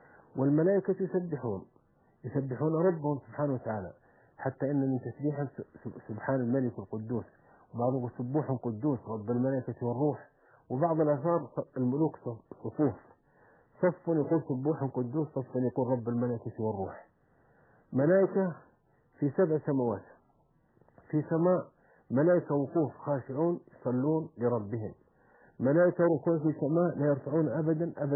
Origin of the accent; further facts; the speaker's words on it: Saudi Arabia; عندنا في السعودية